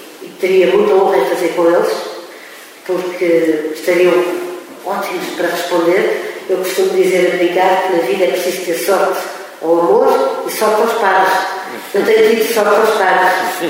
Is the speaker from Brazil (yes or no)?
no; Coimbra, Centro, Portugal; born there; nasci em Coimbra